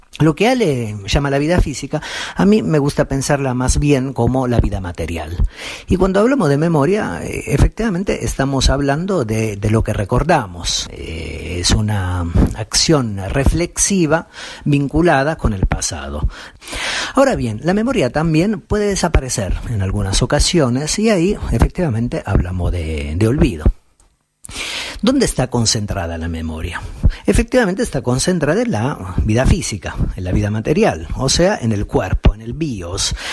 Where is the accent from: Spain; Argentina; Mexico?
Argentina; nos recuerda cada vez que lo cantamos que somos argentinas, somos argentinos